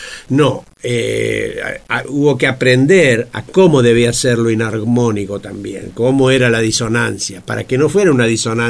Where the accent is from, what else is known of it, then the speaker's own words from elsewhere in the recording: Argentina; Bueno, soy argentino.